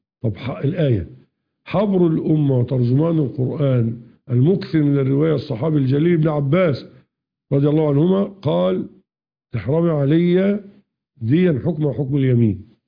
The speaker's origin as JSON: {"language": "Arabic", "country": "Egypt", "said": "أما القانون القديم كان يخالف الشريعة عندنا في مصر يعني"}